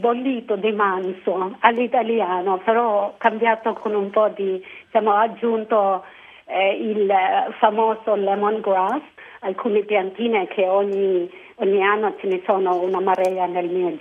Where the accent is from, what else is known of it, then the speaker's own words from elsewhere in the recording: Philippines; Italian is a second language; now in Italy; ho scoperto che, oddio, non eravamo solo noi in Filippine ad usare questa. E mi fa proprio ricordare il mio paese.